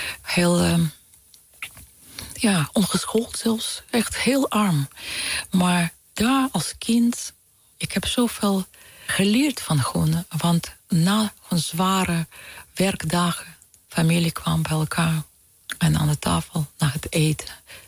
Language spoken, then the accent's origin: Dutch; Ukraine; born there; Dutch is a second language; Ik voel ook heel zo verbonden aan Oekraïne. Aan mijn geboorteland.